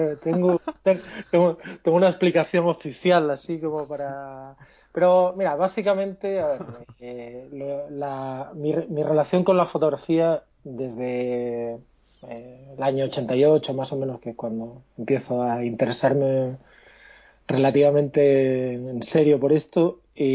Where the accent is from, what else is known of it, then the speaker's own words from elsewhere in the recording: Asturias, Spain; also born or lived in Madrid / Cádiz; now in Santiago, Chile; soy asturiano y en Madrid. Estudié en Madrid y viví también varios años en Cádiz. Entonces tengo una mezcla de acentos